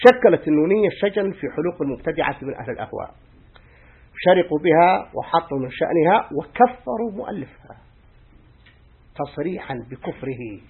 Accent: Egypt; قال هذه اسمها عندنا في مصر أو نطلق عليها الكاسوسة الحسناء،

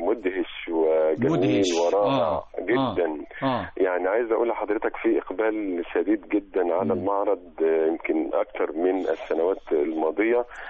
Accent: Egypt; فهو عرس ثقافي احنا نفخر به كمصريين للأمانة الشديدة

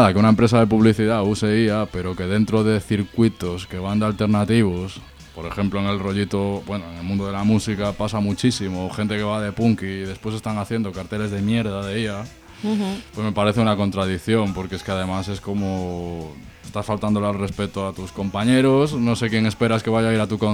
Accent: Galicia, Spain; que soy gallego? Ese problema no lo tengo.

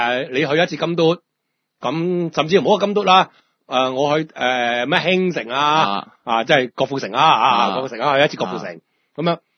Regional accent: Hong Kong; 我哋香港人、香港澳門人外賓嚟噶嘛

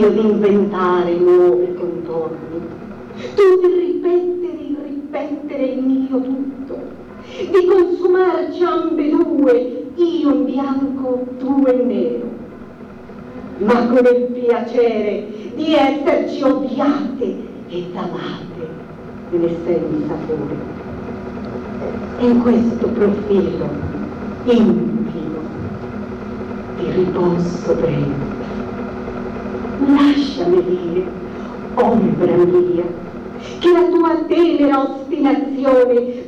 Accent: Bolivia; Ti ringrazio a nome del mio paese, la Bolivia, perché io non sono altro che una cellula di quel grandissimo organismo che è il Sud America

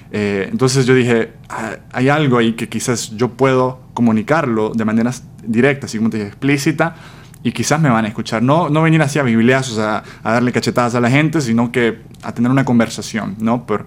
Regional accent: El Salvador; moved away as an adult; now in United States; Sí, bueno … así como dijiste, soy de El Salvador, tengo 23 años, viví en El Salvador toda mi vida, una familia pequeña de 4. A los 18 me quería ir a estudiar fuera del país, así que vine a Estados Unidos a estudiar la universidad.

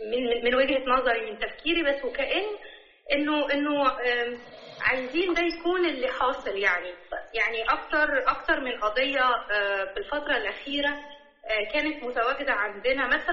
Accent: Egypt; أنا من مصر

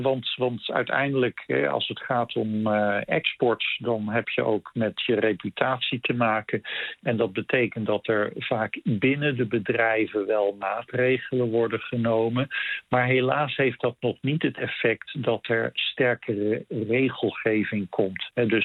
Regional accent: Netherlands; now in Canada; Ja, als Nederlander is dat vreselijk wennen.

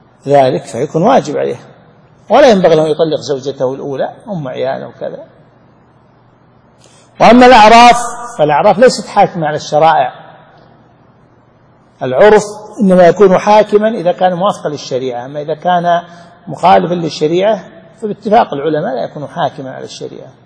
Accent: Saudi Arabia; عندنا في السعودية مثلا في بعض المدن والقرى الغالب عندهم التعدد

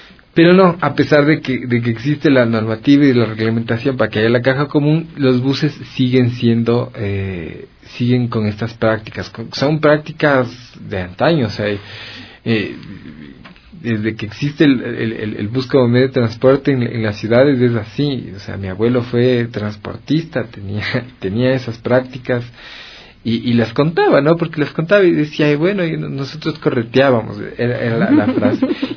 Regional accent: Quito, Pichincha, Ecuador; cómo nos aporta a nosotros como quiteños. Estamos aquí en Quito

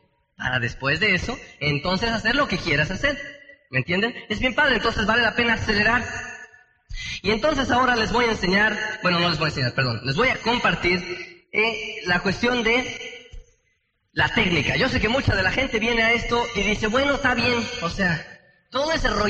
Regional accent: Tenancingo, State of Mexico, Mexico; porque allá donde yo soy, de Tenancingo, pues se dan unos duraznos bien, bien sabrosos

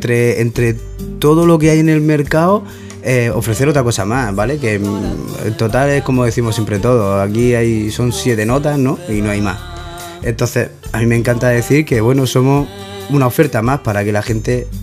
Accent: Granada, Andalusia, Spain; also born or lived in Catalonia; now in Murcia, Spain; aparte de que soy catalán de nacimiento, criado en Granada y terminado de rematar de cría aquí en Murcia

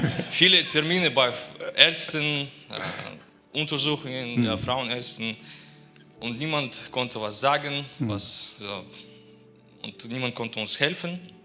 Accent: Kazakhstan; German is a second language; now in Germany; Ursprünglich kommen wir aus Kasachstan. Vor 3 Jahren wir sind gezogen nach Deutschland.

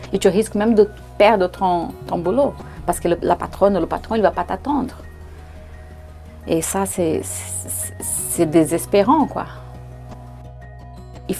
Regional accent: Brazil; je viens du Brésil. Je vais avoir 50 ans cette année.

